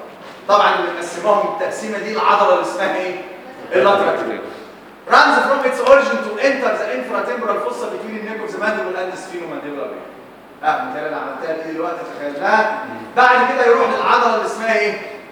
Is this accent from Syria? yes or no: no; Egypt; لا احنا عندنا في مصر اي حوار بتتكلم معاه كده مبسوط منك